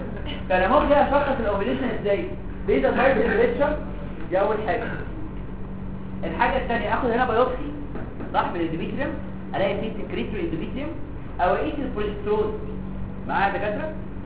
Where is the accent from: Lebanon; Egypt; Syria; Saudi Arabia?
Egypt; احنا برضه عندنا في مصر قله اكل السمك